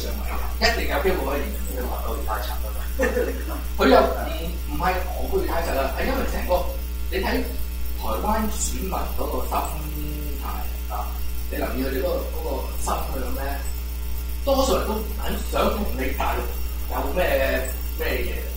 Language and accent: Cantonese; United States; 我係第三者嚟噶嘛，我係美國人啫嘛。